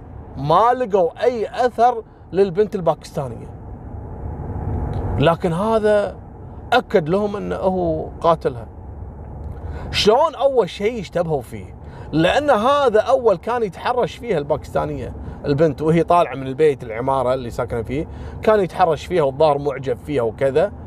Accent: Kuwait; تدرون مثل هذا اللي اعترف وهو ما له علاقة، حصلت عندنا في الكويت مرة

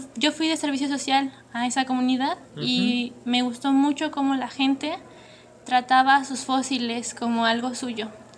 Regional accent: Mexico City, Mexico; Del Distrito Federal.

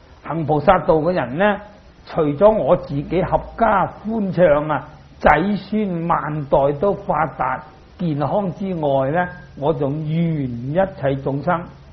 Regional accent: China; 不过我哋中国人咧，可以有一种咧唔好嘅习惯

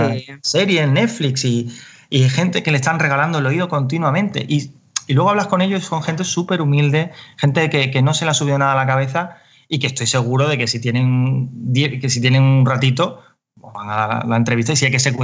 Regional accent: Carmona, Andalusia, Spain; Pero yo soy, yo vengo de Carmona

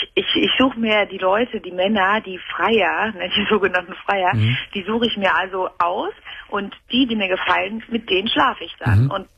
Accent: Turkey; Weil ich bin ja Türkin und da als Dozentin irgendwie durchzustarten, ist das ja immer ein bisschen schwierig in Deutschland.

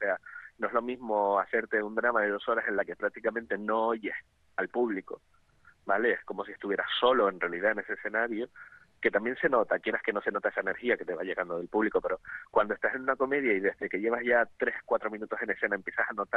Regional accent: Gáldar, Canary Islands, Spain; haciendo teatro amateur en Galdar, que yo soy de Galdar

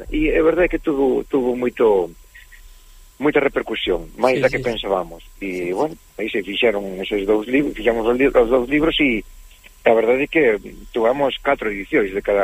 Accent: Vigo, Galicia, Spain; Quizáis a miña zona natural, o sur da provincia de Pontevedra. Eu son de Vigo

